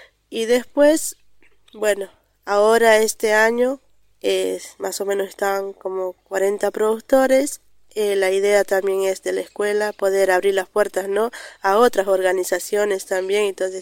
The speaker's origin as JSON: {"language": "Spanish", "town": "Río Colorado", "region": "Río Negro", "country": "Argentina", "said": "soy una productora de Río Colorado, Río Negro."}